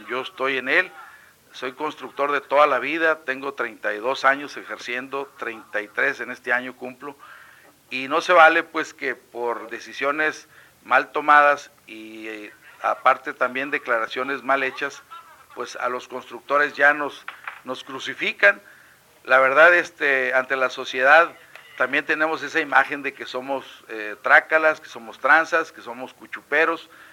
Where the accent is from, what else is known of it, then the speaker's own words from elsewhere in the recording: Mexico; no somos los mexicanos, son los que nos dizque gobiernan